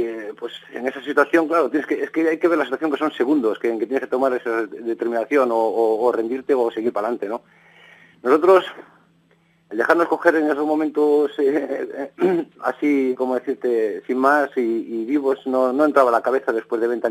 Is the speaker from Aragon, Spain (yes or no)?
no; Vigo, Galicia, Spain; Sí, yo soy gallego de Vigo. Nací pues en no sé cómo decirte, muy pobre.